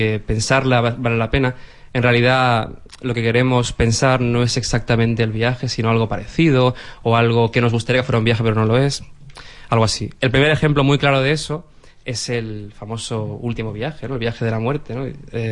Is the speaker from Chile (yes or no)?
no; Ceuta, Spain; born there; Pues sí, nací en Ceuta, efectivamente.